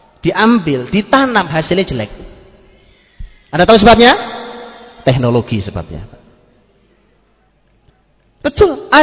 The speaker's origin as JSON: {"language": "Indonesian", "region": "East Java", "country": "Indonesia", "said": "Zaman dulu, zaman saya di kampung, saya orang Jawa Timur di kampung"}